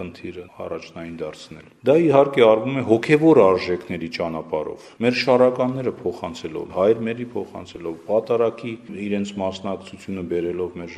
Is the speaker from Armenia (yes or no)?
no; Georgia; Ես ծնվել եմ Վրաստանում եւ գնացել եմ Վրաստանում հայկական դպրոց, ավարտել եմ այդ դպրոց